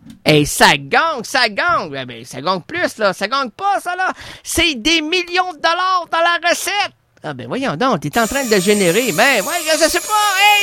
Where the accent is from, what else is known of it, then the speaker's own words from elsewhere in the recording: Lac-Beauport, Quebec, Canada; Moi, je suis de la Seine, pas de Beauport, pas de Lac-Port. Moi, je suis du Lac-Beauport!